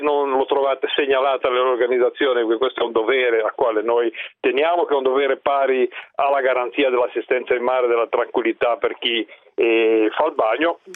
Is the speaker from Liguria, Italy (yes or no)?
yes; Liguria, Italy; Mi fa piacere che anche da così lontano rispetto a me, che sono ligure, si conferma che le tariffe sono identiche